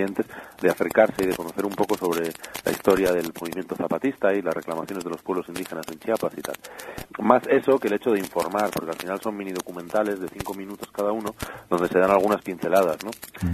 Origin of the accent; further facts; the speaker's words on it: Basque Country, Spain; ahora que estoy otra vez en mi tierra, en el País Vasco